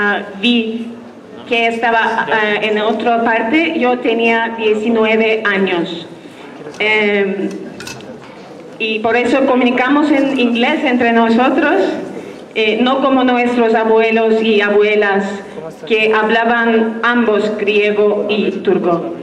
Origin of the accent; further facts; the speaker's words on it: Cyprus; Somos de Chipre.